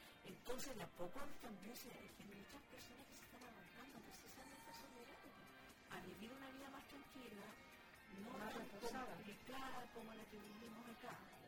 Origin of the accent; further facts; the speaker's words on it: Coelemu, Ñuble, Chile; Cuando niña, yo estuve en Coelemo y ahí sí que sea frío. En el verano mucho calor y en el invierno, pero era de esas heladas que tú las bateas y se han escarchado.